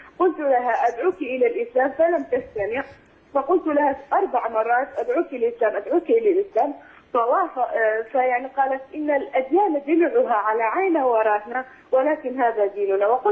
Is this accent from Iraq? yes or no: yes; Iraq; أنا من العراق